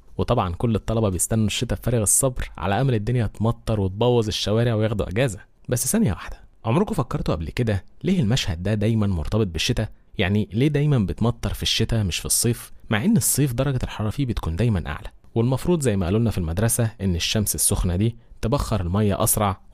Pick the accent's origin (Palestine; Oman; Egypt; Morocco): Egypt; بس برضو لازم نفهم إن الكلام ده عندنا في مصر